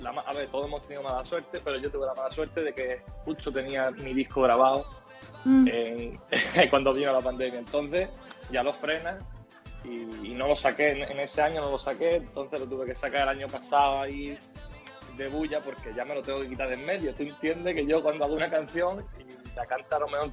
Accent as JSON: {"language": "Spanish", "town": "Álora", "region": "Andalusia", "country": "Spain", "said": "soy de Álora, de Málaga, el pueblecito de aquí de Málaga."}